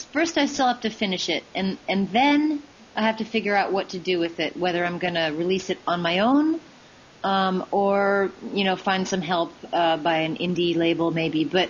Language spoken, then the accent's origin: English; Oregon, United States; I'm from the West Coast originally.